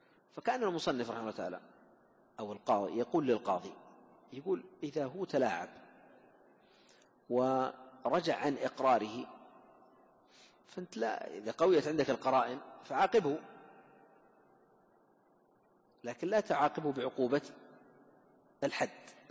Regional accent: Saudi Arabia; خصوصا عندنا في المملكة العربية السعودية

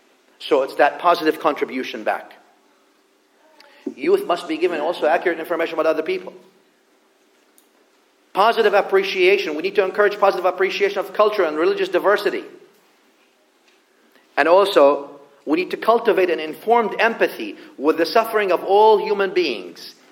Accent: the South, United States; But I mean, I come from the South.

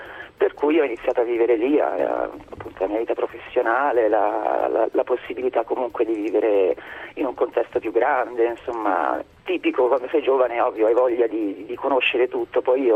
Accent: Ussita, Marche, Italy; io sono vissuta qui a Ussita fino ai miei 21 anni, insomma, perché qui c'era la mia famiglia, c'erano i miei genitori.

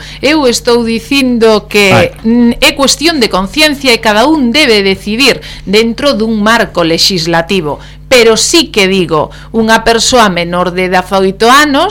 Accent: Galicia, Spain; son galego falante, os meus fillos educados do mesmo xeito, un fala todo galego e outro fala castelán

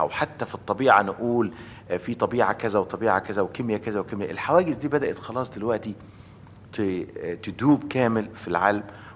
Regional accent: Egypt; لان انا مصري طبعا

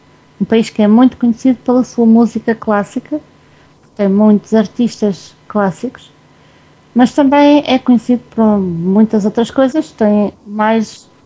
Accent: Portugal; que afinal somos portugueses, né?

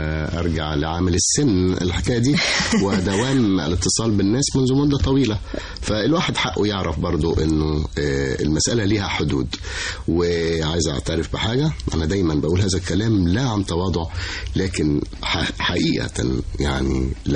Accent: Cairo, Cairo Governorate, Egypt; أنا أبويا وأمي وأهلي كلهم، بس أبويا كان موظف في القاهرة، فتولدت في القاهرة وعشت في القاهرة، لكن كل قرايبي صعيدة صعيدة يعني. كنت أروح أزورهم في الأجازات الصيفية، وبعتز على فكرة بأن أنا صعيدي

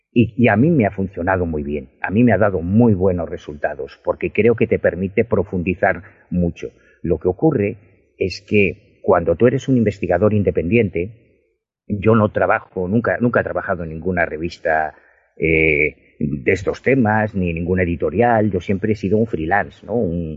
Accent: Galicia, Spain; yo soy gallego, o sea, yo vivo en La Coruña, no vivo en Madrid

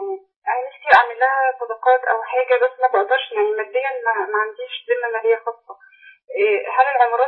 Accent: Egypt; now in Mecca, Saudi Arabia; أصلًا، أنا مصرية.

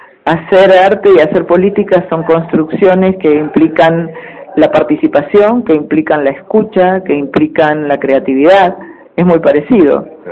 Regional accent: Argentina; yo soy esa persona de los años 70. Entonces, yo, como muchos argentinos

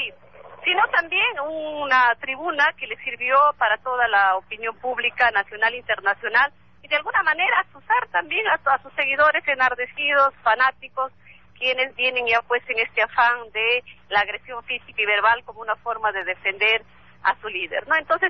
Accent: Peru; que deben permitir la convivencia de todos como peruanos con el respeto que todos nos merecemos

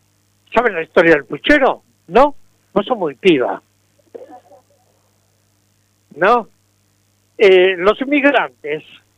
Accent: Buenos Aires, Argentina; born there; yo nací en la República de San Telmo, limítrofe con la República de La Boca y con la República de Montserrat.

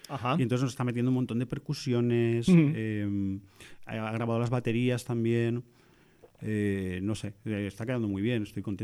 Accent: Picanya, Valencian Community, Spain; quise que fuese en mi pueblo, en Picaña

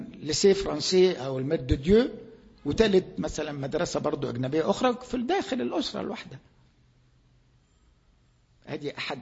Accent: Egypt; عندنا في مصر

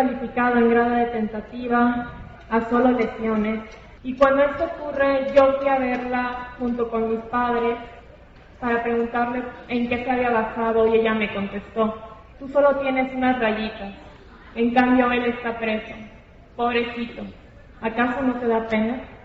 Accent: Mérida, Yucatán, Mexico; Tengo 26 años, soy de Mérida, Yucatán, soy licenciada en Derecho.

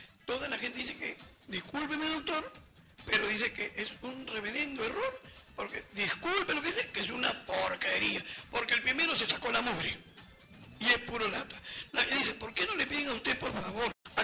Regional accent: Callao, Peru; No, señor. Todos somos chalacos. Si ustedes fueron elegidos, fue por nosotros, toda la zona sur, todo el Callao.

